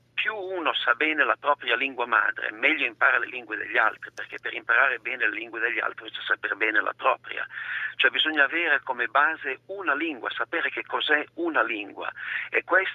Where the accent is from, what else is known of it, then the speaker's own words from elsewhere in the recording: Montreal, Quebec, Canada; io sono stato immerso in un ambiente canadese completamente diverso da quello suo, di Toronto, cioè io sono sempre vissuto a Montreal, ambiente perfettamente bilingue